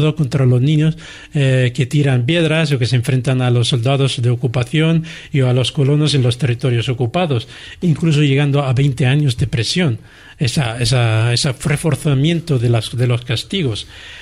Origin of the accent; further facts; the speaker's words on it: Central District, Israel; yo soy de un pueblo cerca del aeropuerto de Tel Aviv, y mi pueblo es una montaña